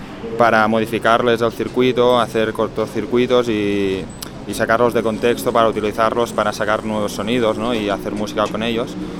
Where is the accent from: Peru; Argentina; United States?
Argentina; now in Barcelona, Spain; Soy argentino, vivo en Barcelona.